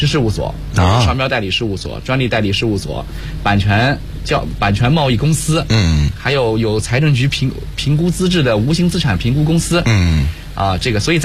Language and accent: Chinese; Yuyao, Zhejiang, China; 我老家是这个浙江宁波，余姚下面一个县级市叫余姚，我们那儿呢确实经商的这个环境比较浓烈